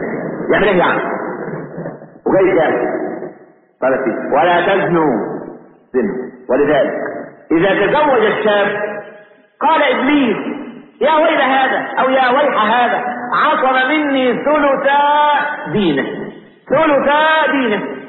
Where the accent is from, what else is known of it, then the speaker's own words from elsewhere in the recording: Egypt; والعلمانيين اللي عندنا في مصر